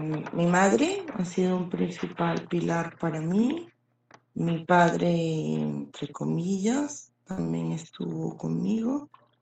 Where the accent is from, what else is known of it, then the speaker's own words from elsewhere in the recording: Caracas, Capital District, Venezuela; born there; Nací en Caracas el 3 de marzo del 3 del 79, del año 1979.